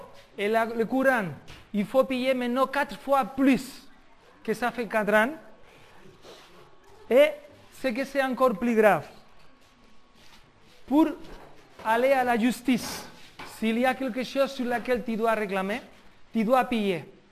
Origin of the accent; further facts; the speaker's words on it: Spain; moi, en tant qu'Espagnol, moi, je paye des impôts